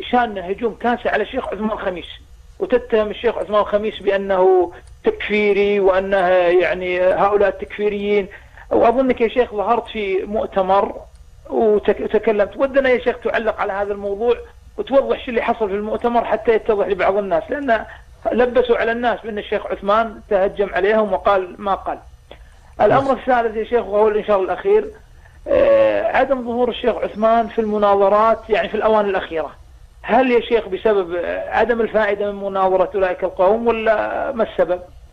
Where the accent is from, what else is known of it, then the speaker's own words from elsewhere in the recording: Kuwait; الأمر الآخر يا شيخ، عندنا في الكويت جريدة سيئة الذكر تقتات على الفتنة